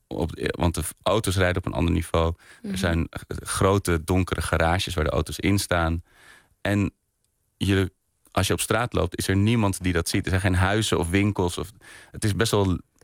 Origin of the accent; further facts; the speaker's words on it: Diemen, North Holland, Netherlands; ik werd wel door mijn vrienden gepest dat ik uit Diemen kwam. Weet je, dat was, iedereen woonde in Amsterdam en ik woonde dan in dat dorp.